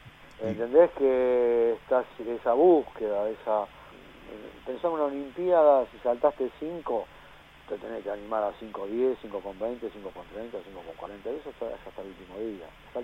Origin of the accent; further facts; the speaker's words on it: Argentina; also born or lived in Spain; Ahora, no esperes eso siendo argentino en España. Es más, perdón, siendo sudaca. Ahí no soy argentino, ahí soy sudaca.